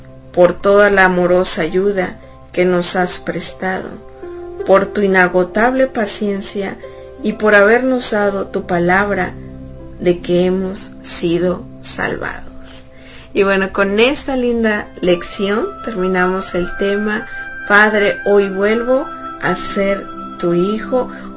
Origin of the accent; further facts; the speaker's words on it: Mexico; que es lo que celebramos nosotros como mexicanos